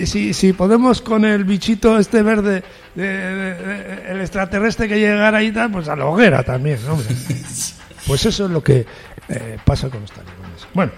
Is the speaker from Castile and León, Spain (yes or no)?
yes; Medina de Pomar, Castile and León, Spain; Y yo digo, ¿y por qué mi pueblo se llama Medina de Pomar?